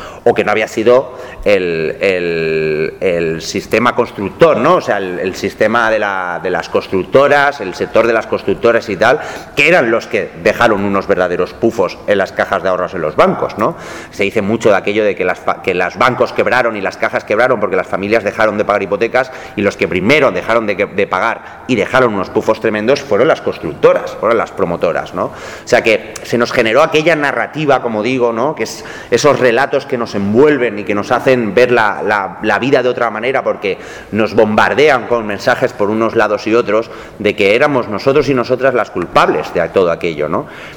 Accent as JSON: {"language": "Spanish", "town": "Valencia", "region": "Valencian Community", "country": "Spain", "tie": "born or raised there", "also_born_or_lived": "Galicia", "said": "Yo nací en Galicia, pero también mi familia, por temas de trabajo, migramos a Valencia, que es donde me he criado, ¿no? Y además, yo soy de un pueblo, de una pedanía de estas, en Valencia decimos de la Contorná"}